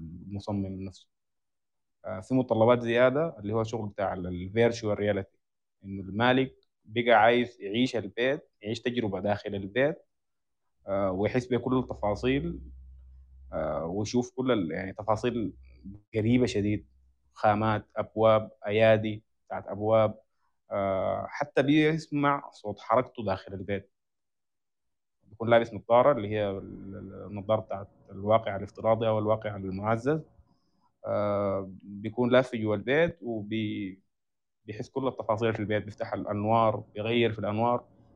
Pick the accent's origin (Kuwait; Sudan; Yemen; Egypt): Sudan; فاحنا بنكون هسه شايفين الاصهار المعماري عندنا في السودان مقتصر على موضوع الصور